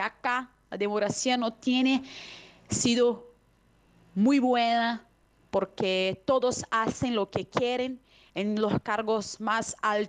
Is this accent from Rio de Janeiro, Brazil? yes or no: yes; Rio de Janeiro, Brazil; Spanish is a second language; Yo hablo de Río de Janeiro. Yo tengo 58 años, soy brasileña